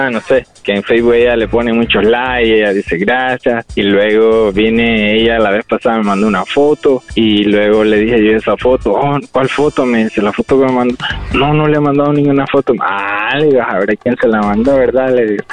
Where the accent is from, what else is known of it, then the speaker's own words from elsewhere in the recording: Honduras; tal vez somos hondureños, la misma cultura